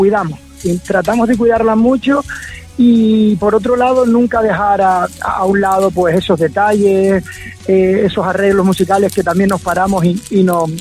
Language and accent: Spanish; Canary Islands, Spain; somos cuatro chicos de Canarias, ¿vale? Somos de la isla de Lanzarote.